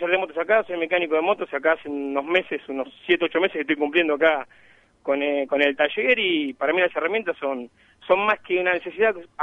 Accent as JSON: {"language": "Spanish", "region": "Buenos Aires", "country": "Argentina", "lives_now": "General Alvear, Argentina", "said": "No, soy de Buenos Aires, pero viví muchos años en la zona rural de Alvear."}